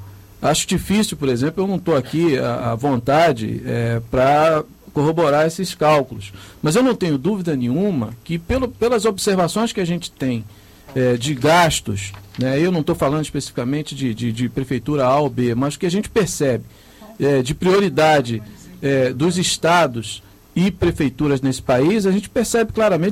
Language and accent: Portuguese; Rio de Janeiro, Brazil; born there; eu já estou indo aí para os meus 50 anos, mas eu ando de trem há muitos anos. Eu nasci na Baixada Fluminense e vi ao longo desses 50 anos as mudanças que houveram, por exemplo, no transporte ferroviário aqui no Rio de Janeiro.